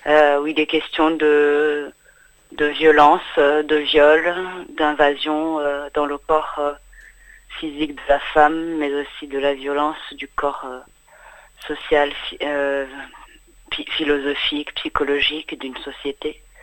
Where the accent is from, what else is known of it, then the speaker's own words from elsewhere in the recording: Rwanda; moved away; also born or lived in England; Moi, je suis partie du Rwanda à l'été 94, donc c'était à la fin du génocide des Tutsis en avril 94, qui a commencé en avril 94 jusqu'en juillet 94. Et nous sommes allés en Angleterre